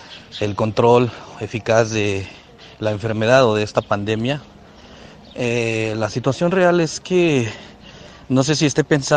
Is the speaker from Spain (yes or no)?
no; Mexico; como mexicano, y ver la situación social de la gente